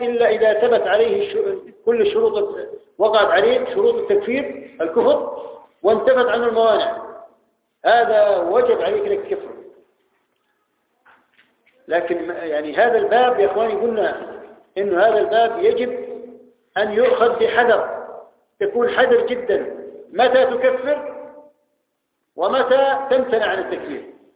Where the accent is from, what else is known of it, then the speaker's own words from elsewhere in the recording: Jordan; عندنا في الأردن في أكثر من المنافقين